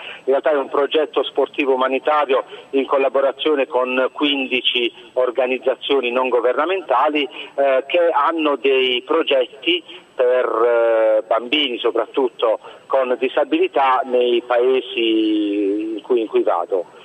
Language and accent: Italian; Manfredonia, Apulia, Italy; fino ad arrivare al mio paese natale a Manfredonia